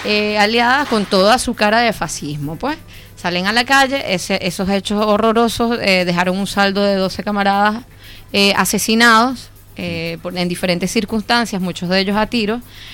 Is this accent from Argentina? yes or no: no; Venezuela; todavía en mi país algunos están al aire y forman parte de la oposición venezolana abiertamente.